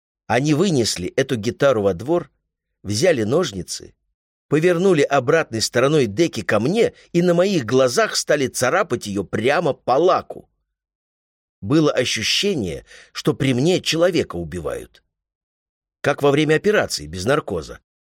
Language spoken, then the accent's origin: Russian; Odesa, Odesa Oblast, Ukraine; я родом из Одессы, а в Одессе культ еды.